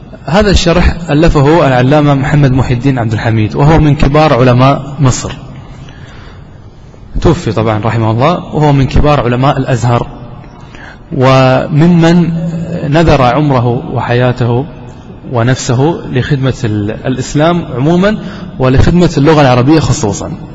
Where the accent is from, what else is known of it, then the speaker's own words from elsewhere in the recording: Qatar; حتى عندنا في قطر يعني هذا الكتاب مقرر عندنا في المعهد، في معهد الدعوة،